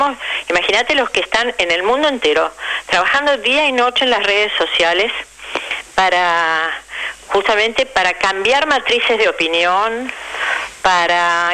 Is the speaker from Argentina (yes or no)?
yes; Argentina; De verdad me avergüenza como argentina